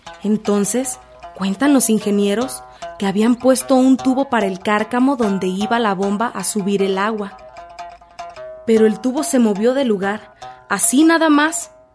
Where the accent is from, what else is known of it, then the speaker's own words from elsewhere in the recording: Acatlán, Mexico; nosotros como originarios que somos de Acatlán, nuestra originalidad de años